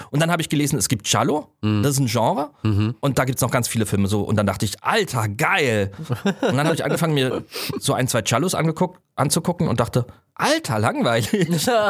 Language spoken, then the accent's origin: German; Saarland, Germany; ich komme aus dem Saarland.